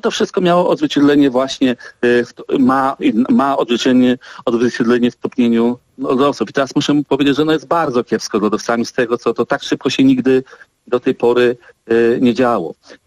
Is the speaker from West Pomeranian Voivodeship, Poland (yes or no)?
yes; Dziwnów, West Pomeranian Voivodeship, Poland; Ja pochodzę z miejscowości Dziwów nad Morzem.